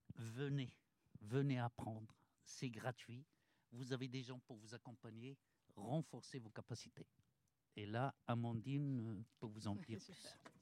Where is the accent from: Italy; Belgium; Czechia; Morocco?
Morocco; moved away as an adult; now in Orléans, France; Moi, je suis arrivé avec mon baccalauréat du Maroc pour faire mes études à l'Université d'Orléans.